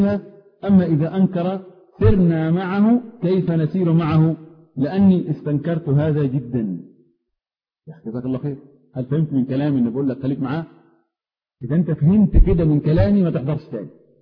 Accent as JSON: {"language": "Arabic", "region": "Upper Egypt", "country": "Egypt", "said": "انا راجل صعيدي معذرة جاي من اخر الخط."}